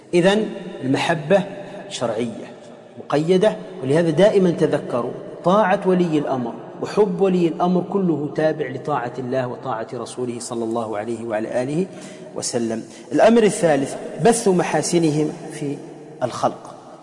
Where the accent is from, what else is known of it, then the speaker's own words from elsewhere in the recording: Tunisia; ممن هو مشهور عندنا في تونس